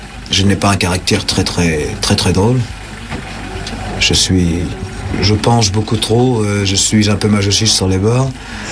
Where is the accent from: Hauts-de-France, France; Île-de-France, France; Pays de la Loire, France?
Île-de-France, France; Paris; puisque je suis né à Pigalle.